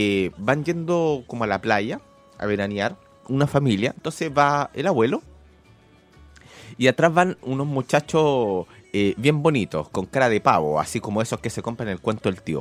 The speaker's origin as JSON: {"language": "Spanish", "country": "Argentina", "tie": "born or raised there", "said": "Yo me crié en la Argentina porque me salvaron."}